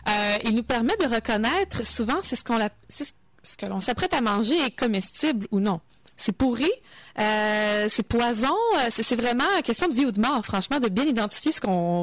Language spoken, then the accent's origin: French; Japan; accent: Japanese; French is a second language; l'umami, avec mon accent japonais.